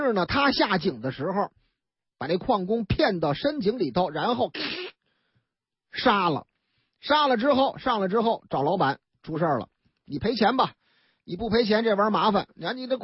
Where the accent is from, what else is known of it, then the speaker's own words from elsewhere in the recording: Zhengzhou, Henan, China; 这个河南我老家郑州警方破获的那起儿16年前的一起震惊全国的银行抢劫案